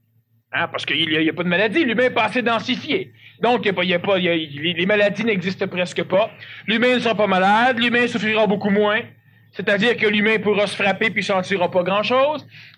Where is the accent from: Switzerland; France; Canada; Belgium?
Canada; Quebec; born there; je suis Québécois, je l'ai déjà dit, je le répète, je suis Québécois, je suis né au Québec